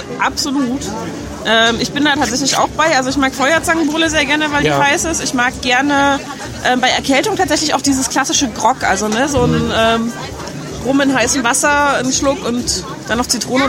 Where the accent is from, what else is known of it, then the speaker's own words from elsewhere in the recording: East Germany, Germany; Aber ich komme auch aus dem Osten.